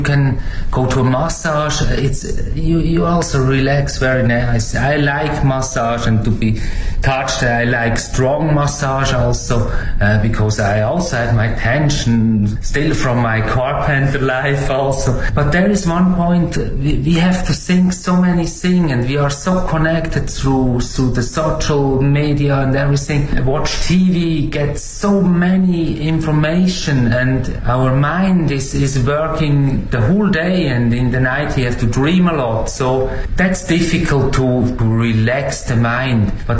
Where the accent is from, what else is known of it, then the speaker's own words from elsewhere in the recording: Switzerland; English is a second language; moved away as an adult; now in China; from Switzerland. Stay now 5 years in China.